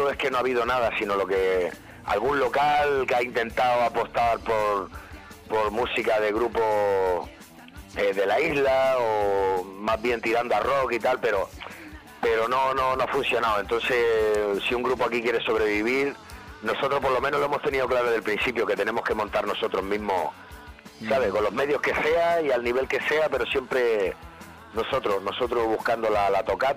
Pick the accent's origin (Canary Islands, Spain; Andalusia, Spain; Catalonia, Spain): Canary Islands, Spain; Canarios somos, pero somos canarios de mala leche.